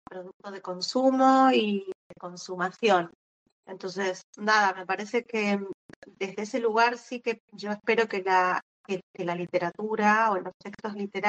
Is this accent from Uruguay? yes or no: no; Argentina; es como un elemento inevitable siendo escritora argentina, tener incorporada la precariedad laboral.